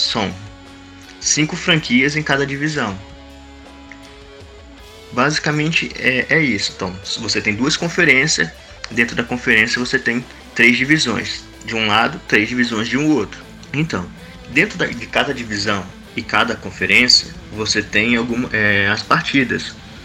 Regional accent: Rio de Janeiro, Brazil; now in Natal, Brazil; eu sou estudante de biomedicina, sou carioca, mas estou morando em Natal.

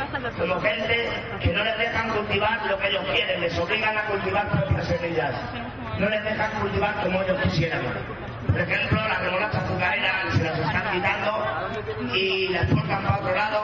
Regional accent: Madrid, Community of Madrid, Spain; soy madrileño, pero decidí ir a Santiago de Compostela a ayudar a ti desde el primer día.

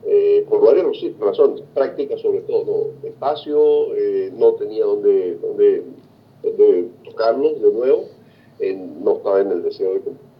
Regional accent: Venezuela; moved away; also born or lived in Mexico; Cuando salí de Venezuela, vendí todos mis LPs, mis singles

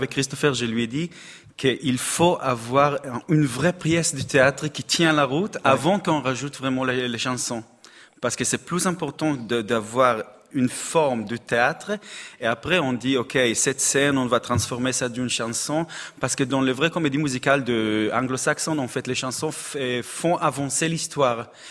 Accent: Israel; born there; French is a second language; Je suis né en Israël, fait beaucoup de comédies musicales en Israël.

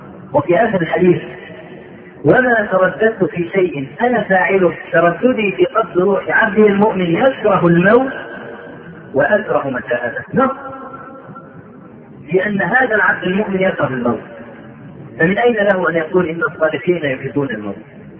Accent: Egypt; عندنا في مصر

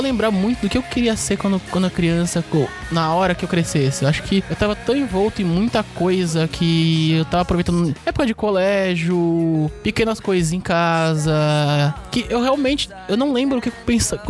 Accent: São Paulo, Brazil; eu sou de São Paulo, capital.

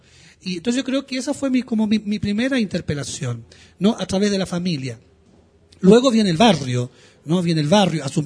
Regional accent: Chile; born there; Bueno, digamos, nací en Chile.

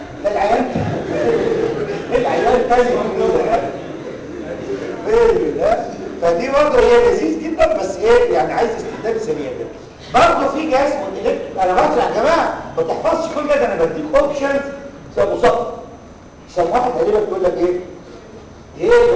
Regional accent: Egypt; طبعا عندنا في مصر

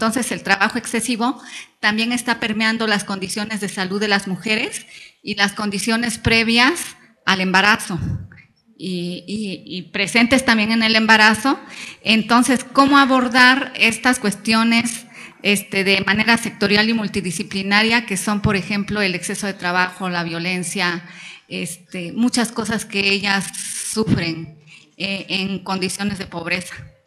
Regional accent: Oaxaca, Mexico; de Oaxaca.

